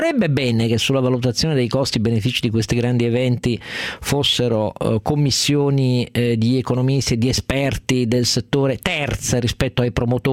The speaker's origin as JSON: {"language": "Italian", "town": "Turin", "region": "Piedmont", "country": "Italy", "said": "io sono torinese, piemontese"}